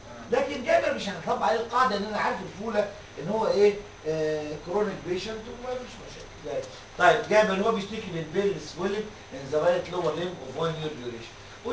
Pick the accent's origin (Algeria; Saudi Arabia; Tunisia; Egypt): Egypt